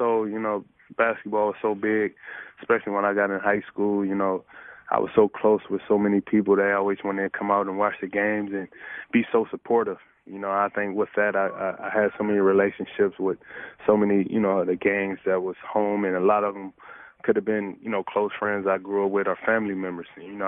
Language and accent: English; Compton, California, United States; growing up in Compton, you know, from the gangs to violence to, you know, everything that comes with it.